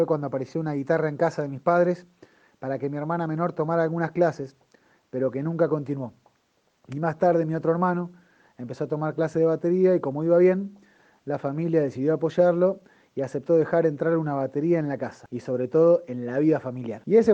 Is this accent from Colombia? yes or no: no; Villa Ciudad Parque, Córdoba, Argentina; cantor de mi pueblo, Villa Ciudad Parque, Valle de Calamuchita. Tengo 42 años